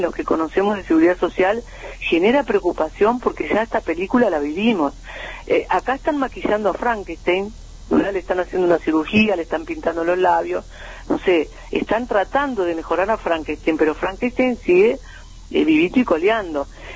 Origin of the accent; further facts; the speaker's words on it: Uruguay; nosotros, como pueblo uruguayo, como trabajadores